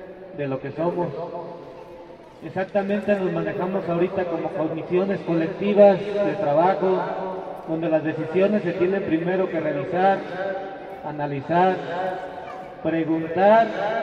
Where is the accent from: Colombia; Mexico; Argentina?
Mexico; Michoacán; Decíamos que aparte de charadenses somos también michoacanos, somos mexicanos